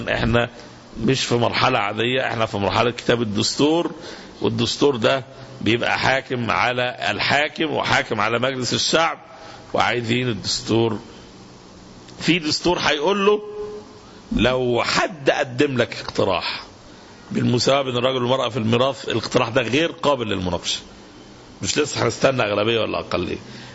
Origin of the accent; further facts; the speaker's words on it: Egypt; احنا عندنا في مصر في الظروف الحالية المعركة بفضل الله يدركها عامة الناس